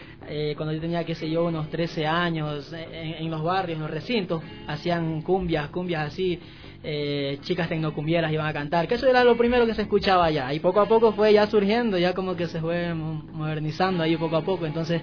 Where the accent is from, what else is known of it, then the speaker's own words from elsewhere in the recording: Pedernales, Manabí, Ecuador; vengo de Pedernales, Manabí. Ojalá algún rato conozcan por allá esas playas hermosas.